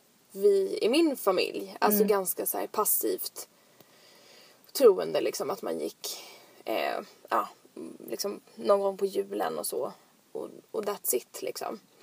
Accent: Odensjö, Sweden; i just byn där jag bodde när jag var där jag växte upp. Odensjö. Mm. Det var ju kanske 50 hus eller någonting.

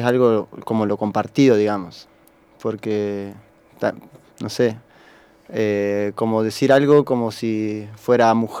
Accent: Concordia, Entre Ríos, Argentina; now in La Plata, Argentina; De Concordia, de Entre Ríos. Y me vine a estudiar...

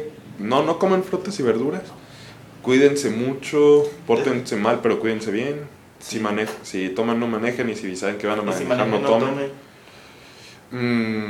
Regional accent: Catalonia, Spain; nomás que lo dije como soy catalán

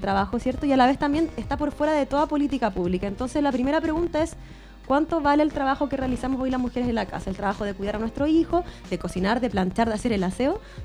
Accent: La Florida, Santiago Metropolitan Region, Chile; soy floridana también.

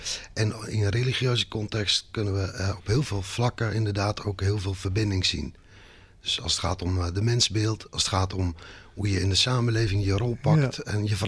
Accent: Gorinchem, South Holland, Netherlands; Ik kom uit Gorinchem.

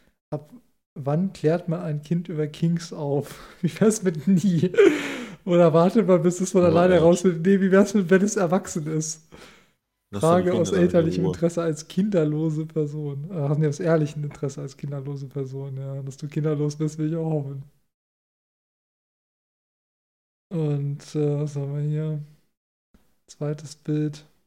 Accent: Hanover, Lower Saxony, Germany; Weil ich bin ja auch am Stadtrand von Hannover aufgewachsen, wo dann schon ziemlich Felder kommen.

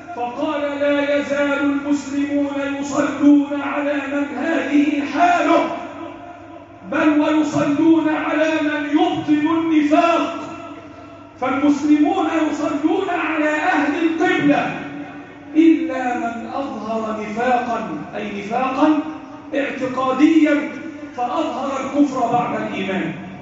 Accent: Egypt; اللهم احفظ بلدنا مصر وسائر بلاد المسلمين.

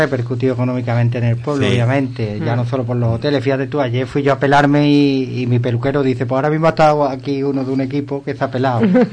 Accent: Ubrique, Andalusia, Spain; no es porque sea mi pueblo, pero Ubrique desde el cielo todavía es más bonito

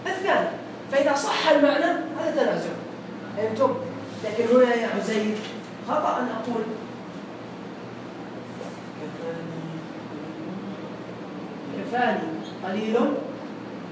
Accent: Jordan; نحن لهجتنا أقرب إلى السعودية بحكم أننا قبائل. نحن يعني من البادية أصلا. فنحن قبائل ممتدة من شمال، من حائل إلى وسط الأردن، قبائل واحدة.

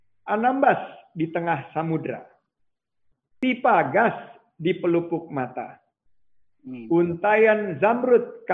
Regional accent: Pekanbaru, Riau, Indonesia; born there; saya kelahiran Rumbai, Pekanbaru

